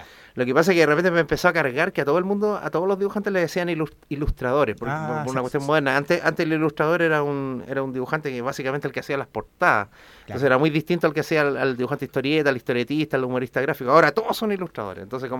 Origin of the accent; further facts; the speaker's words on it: San Miguel, Santiago Metropolitan, Chile; Soy de originario de San Miguel. Ajá. Nací en el Barros Luco, como corresponde.